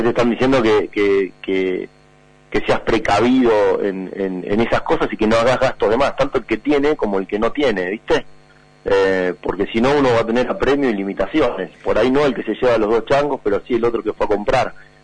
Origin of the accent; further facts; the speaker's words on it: Argentina; Ahora vamos a ver qué nos pide a nosotros como argentinos, ¿no?